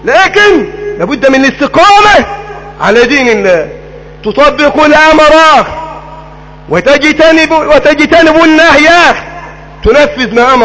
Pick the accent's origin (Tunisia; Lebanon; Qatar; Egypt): Egypt; اللهم احفظ بلدنا مصر